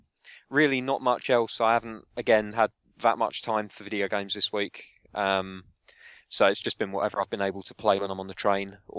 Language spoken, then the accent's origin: English; United Kingdom; Because I'm British, I have this thing about having to, when somebody talks, I have to let them.